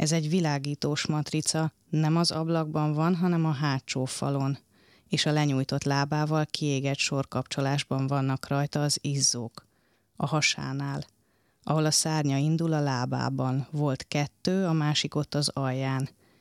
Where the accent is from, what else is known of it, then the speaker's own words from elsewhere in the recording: Sárvár, Vas, Hungary; én ugye Sárváról jövök, hát … városából